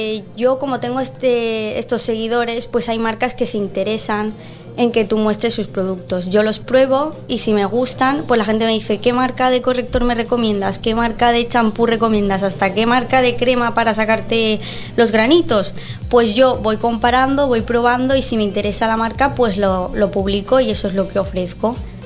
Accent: Colombia; now in Spain; Yo soy colombiana, pero me he criado aquí.

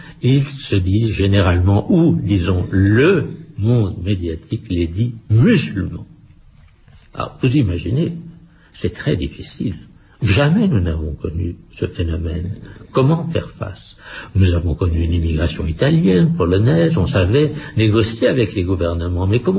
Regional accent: France; je trouve qu'en tant qu'Européen, notre responsabilité était quand même un peu en cause et en tant que Français, davantage.

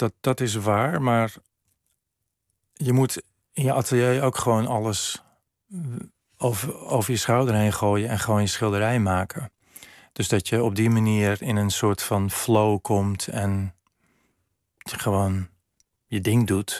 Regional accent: Amsterdam, North Holland, Netherlands; opgroeien in Amsterdam was wel bijzonder. Ik woonde lang in Amsterdam-Noord.

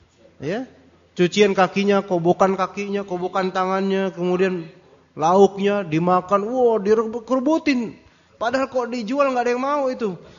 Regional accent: Java, Indonesia; Oh, enggak bisa, saya orang Jawa kok. Kan emang Pulau Jawa kan kayak gitu orang-orang.

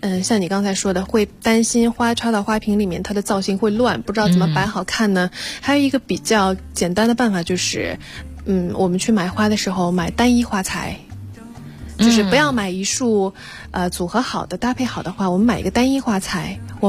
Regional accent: China; 但是我们中国人会对菊花有一些忌讳

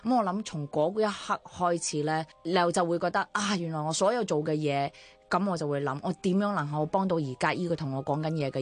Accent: Chaozhou, Guangdong, China; 我唔單止咁，我係潮州人，隔啲楞啊！

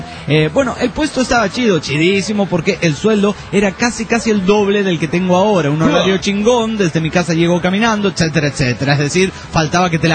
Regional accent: Guatemala; Saludos, amigos … de Guatemala.

